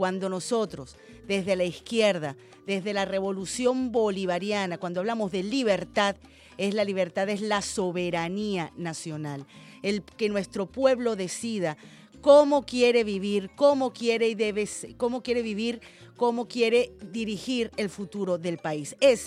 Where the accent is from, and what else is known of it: Venezuela